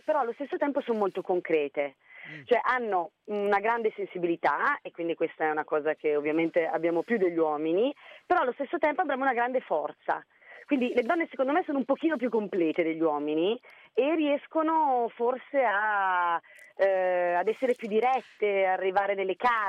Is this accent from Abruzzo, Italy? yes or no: no; Brescia, Lombardy, Italy; sono una bresciana d'occhio, i bresciani sono molto concreti